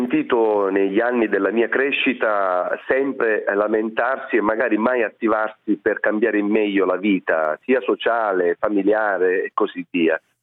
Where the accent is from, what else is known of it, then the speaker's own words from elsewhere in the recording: Sicily, Italy; Poi io sono siciliano